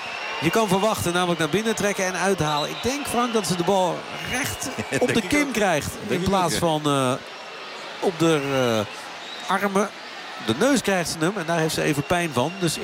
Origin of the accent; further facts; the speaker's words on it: Netherlands; Of waar wij als Nederlanders dan weer van genieten.